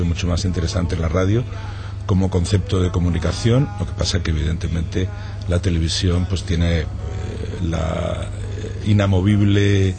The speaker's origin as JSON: {"language": "Spanish", "town": "Granada", "region": "Andalusia", "country": "Spain", "tie": "born there", "said": "No, yo nací en Granada."}